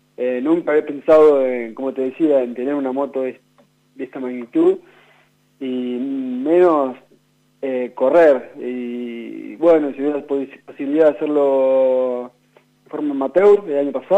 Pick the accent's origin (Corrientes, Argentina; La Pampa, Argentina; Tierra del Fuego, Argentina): La Pampa, Argentina; Catriló; now in Santa Rosa, Argentina; soy pampeano, pero bueno, soy catrilense, nací en Catriló y bueno, hace ya unos 10 años que estoy viviendo acá en la capital pampeana